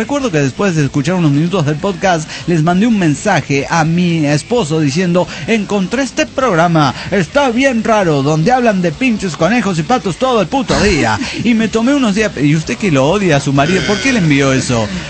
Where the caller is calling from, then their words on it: Chetumal, Quintana Roo, Mexico; Soy la arqueóloga de Chetumal, Quintana Roo.